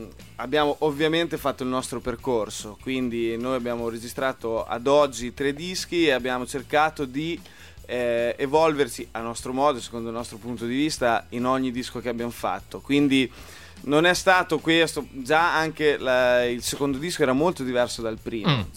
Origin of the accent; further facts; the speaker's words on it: Emilia-Romagna, Italy; noi veniamo da un paesino in realtà, non siamo di Forlì, ma